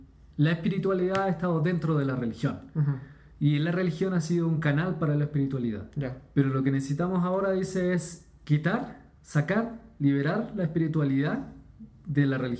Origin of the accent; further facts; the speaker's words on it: Chile; Soy chileno, déjame hablar sin eso.